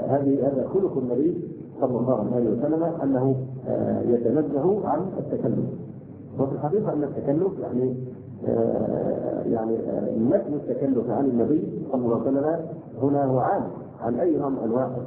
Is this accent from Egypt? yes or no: yes; Egypt; عندنا في مصر